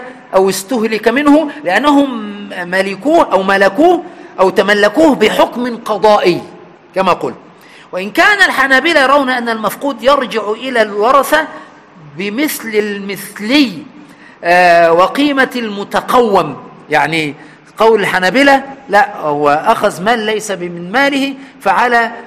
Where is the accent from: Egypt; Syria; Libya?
Egypt; Aswan, Aswan Governorate; يعني برضو عندنا في أسوان